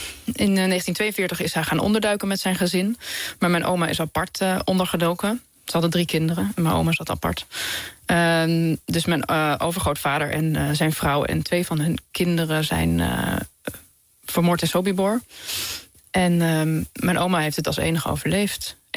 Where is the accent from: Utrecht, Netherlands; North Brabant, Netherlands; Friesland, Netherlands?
Utrecht, Netherlands; Amersfoort; Ik ben opgegroeid in Amersfoort